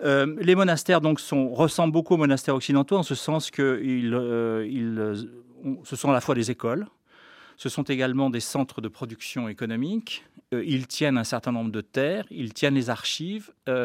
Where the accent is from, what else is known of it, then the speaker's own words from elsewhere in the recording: Geneva, Switzerland; je le dis d'autant plus que je viens de Genève